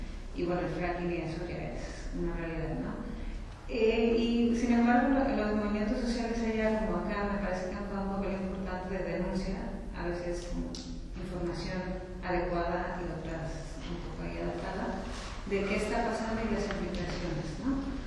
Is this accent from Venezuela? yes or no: no; Mexico; Yo soy de México y me suena mucho lo que estás diciendo.